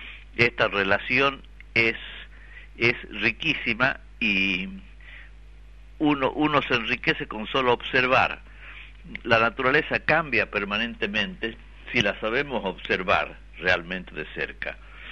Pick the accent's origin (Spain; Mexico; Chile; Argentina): Argentina; Yala, Jujuy; born there; es un lugar donde yo nací, es un lugar que conozco yo piedra por piedra